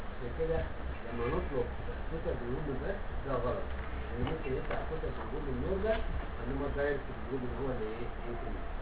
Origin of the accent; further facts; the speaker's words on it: Egypt; اللي هو مهم جدا بقى عندنا في مصر